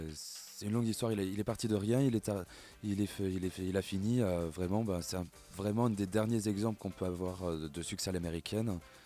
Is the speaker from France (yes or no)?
yes; Bordeaux, Nouvelle-Aquitaine, France; also born or lived in Alsace; Ouais, je viens de Bordeaux, mais j'ai passé 8 ans en Alsace.